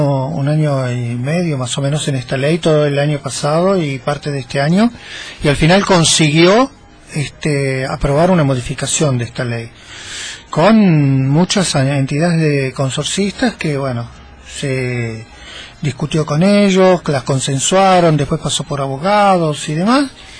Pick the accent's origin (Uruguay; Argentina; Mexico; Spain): Argentina; Pero nosotros somos argentinos, estamos acostumbrados